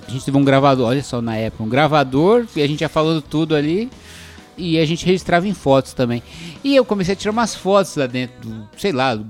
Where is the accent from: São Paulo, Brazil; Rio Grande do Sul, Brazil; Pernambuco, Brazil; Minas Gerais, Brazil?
São Paulo, Brazil; Ah, somos de São Paulo.